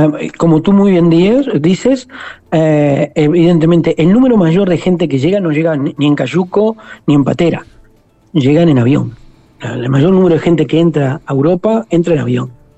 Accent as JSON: {"language": "Spanish", "country": "Uruguay", "moved": "yes", "lives_now": "Spain", "said": "Yo ya no me siento un inmigrante. ¿Por qué? Porque hace 20 años que vivo en este país. Y Uruguay siempre será mi tierra. Pero el país donde vivo, donde están mis hijos, donde estarán mis nietos, se llama Cataluña."}